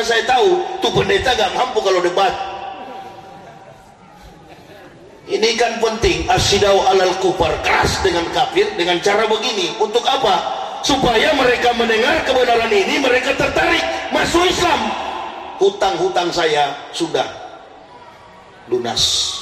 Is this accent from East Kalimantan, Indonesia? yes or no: no; Manado, North Sulawesi, Indonesia; Saya dari Manado, lahir di Manado, besar di Manado.